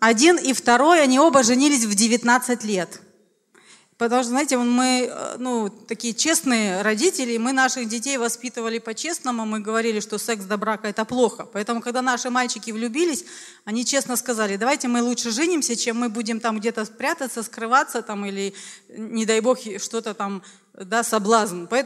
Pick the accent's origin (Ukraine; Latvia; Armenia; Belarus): Latvia; Riga; просто общалась, что я из города Риги, да, вот верующий.